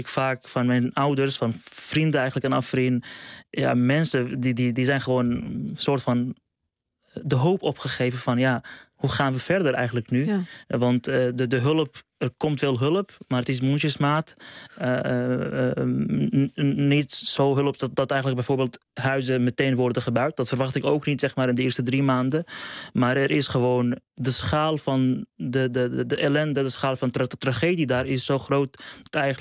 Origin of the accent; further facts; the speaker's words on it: Syria; now in Netherlands; Maar voor mij ook, ik kom zelf uit Syrië. Ik heb familieleden verloren in de oorlog, maar ook in de laatste aardbeving.